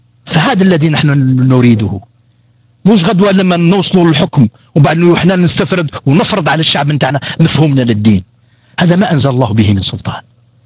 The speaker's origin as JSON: {"language": "Arabic", "country": "Algeria", "said": "يعني أنا قاع جزائريين إن شاء الله تفهموا هذا الأمر"}